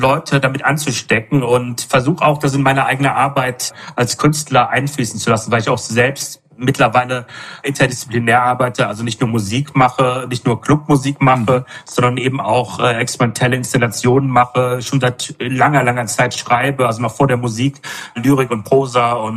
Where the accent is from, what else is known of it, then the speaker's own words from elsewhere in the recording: Rhineland, Germany; moved away as an adult; now in Berlin, Germany; ich habe vorher 8 Jahre in Berlin gewohnt oder knapp 8 Jahre davor, 29 Jahre im Rheinland, wo ich aufgewachsen bin auch und bin aber aus dem Dorf nach Berlin gezogen